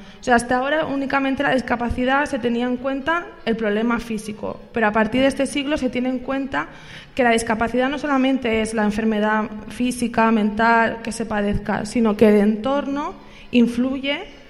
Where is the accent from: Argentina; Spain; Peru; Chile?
Spain; Barcelona, Catalonia; yo soy de Barcelona